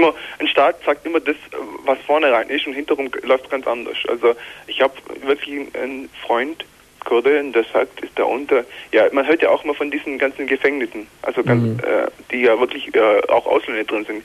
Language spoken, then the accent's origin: German; Eritrea; born there; German is a second language; Also gebürtig komme ich aus Eritrea.